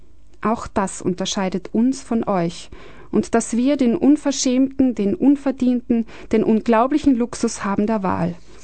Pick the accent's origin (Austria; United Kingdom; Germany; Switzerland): Austria; Ich bin als Österreicherin aufgewachsen